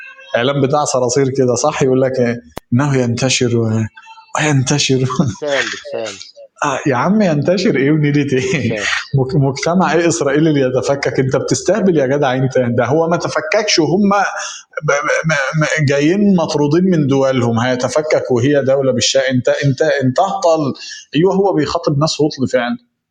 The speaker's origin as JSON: {"language": "Arabic", "country": "Egypt", "said": "إحنا كمصريين عارفين اللهجة دي."}